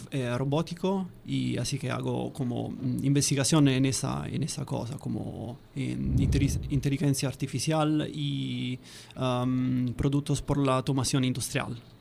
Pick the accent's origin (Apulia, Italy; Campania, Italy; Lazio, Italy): Lazio, Italy; Viterbo; Spanish is a second language; now in Turin, Italy; yo soy de Viterbo, que es una pequeña ciudad al norte de Roma, hace como 100 kilómetros de Roma. Pero trabajo en Torino, en una ciudad que está en el norte, y estoy ahí hace como 10 años.